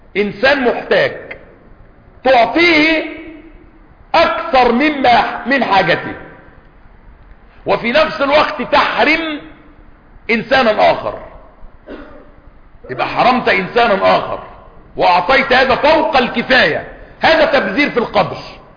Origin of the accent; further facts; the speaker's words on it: Egypt; عندنا في مصر سفهاء